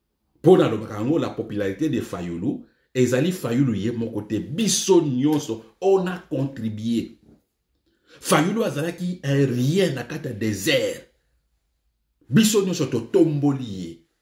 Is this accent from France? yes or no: no; DR Congo; Au Congo, nous savons Tozali na batu na biso na Congo to yebani. Nous sommes congolais.